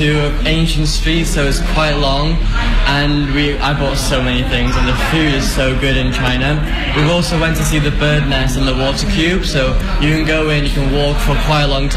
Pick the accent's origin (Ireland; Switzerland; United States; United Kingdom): United Kingdom; Wales; I come from Wales in the UK.